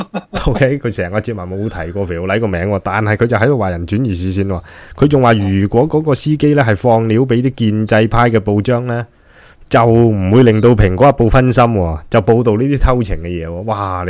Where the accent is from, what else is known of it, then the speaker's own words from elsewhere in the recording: Hong Kong; 我谂作为一个香港人